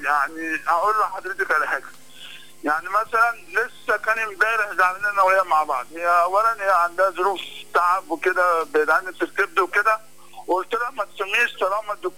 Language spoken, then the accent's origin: Arabic; Cairo, Cairo Governorate, Egypt; منور القاهرة والله، يعني أنا من القاهرة